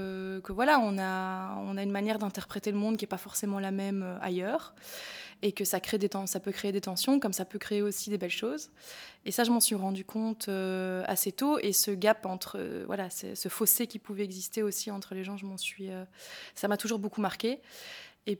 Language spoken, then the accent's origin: French; Belgium; C'est des choses qu'on pourrait utiliser chez nous, en Belgique, dans un climat différent, en l'adaptant, voilà.